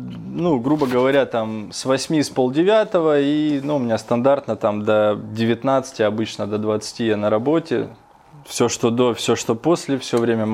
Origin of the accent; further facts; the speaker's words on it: Rostov-on-Don, Rostov Oblast, Russia; Как бы командировки пока были в основном у меня на юг, я же из Ростова.